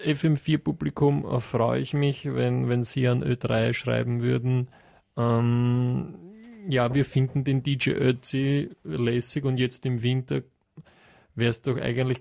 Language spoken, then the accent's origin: German; western Austria, Austria; Naja, ich komme aus dem Westen Österreichs. Also zumindest jetzt einmal stark westlich von Wien.